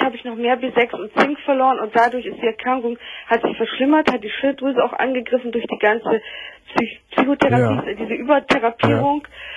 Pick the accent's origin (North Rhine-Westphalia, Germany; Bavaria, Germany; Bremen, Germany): Bremen, Germany; Ich habe jetzt auch einen Hausarzt in Bremen, wo ich herkomme